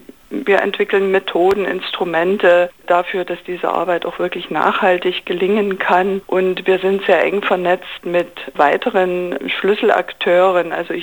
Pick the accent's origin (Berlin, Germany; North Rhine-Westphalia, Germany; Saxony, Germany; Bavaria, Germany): Saxony, Germany; Zittau; Also ich bin selber aus Zittau und wir gehen ganz viel nach Liberec